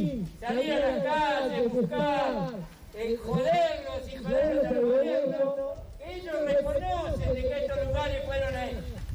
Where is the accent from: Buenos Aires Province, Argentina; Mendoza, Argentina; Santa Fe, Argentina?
Buenos Aires Province, Argentina; La Plata; Nosotros en La Plata, yo vengo de La Plata, vivo en La Plata.